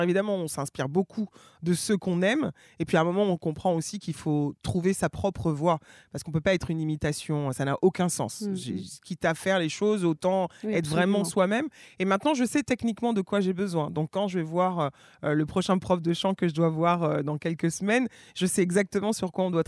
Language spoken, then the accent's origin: French; French Guiana, France; J'ai grandi notamment en Guyane.